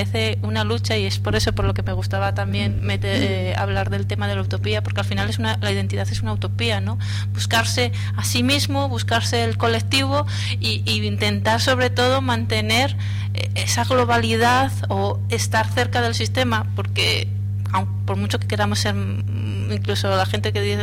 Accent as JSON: {"language": "Spanish", "region": "Asturias", "country": "Spain", "said": "de Asturias, somos asturianos de pro, ¿no? A mí nunca me ha pasado, tengo un pequeño problema porque nadie me cree que soy asturiana"}